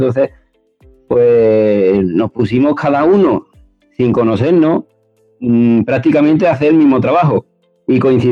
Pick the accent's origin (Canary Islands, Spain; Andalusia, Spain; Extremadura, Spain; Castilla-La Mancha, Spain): Andalusia, Spain; Seville; yo no soy de Galicia ni de Vigo, soy de Sevilla, y en realidad trabajo en Navarra. Maestro en Navarra